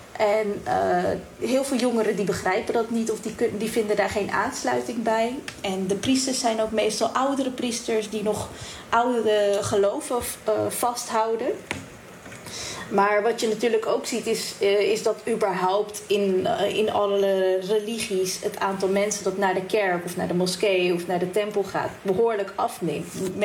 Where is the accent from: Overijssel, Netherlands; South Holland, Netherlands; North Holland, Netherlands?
South Holland, Netherlands; The Hague; Ik ben geboren en opgegroeid in Den Haag.